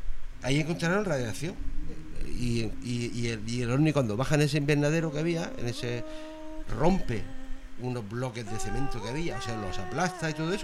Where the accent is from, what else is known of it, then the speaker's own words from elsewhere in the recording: Region of Murcia, Spain; Es que yo soy de Murcia, no puedo pronunciarlo.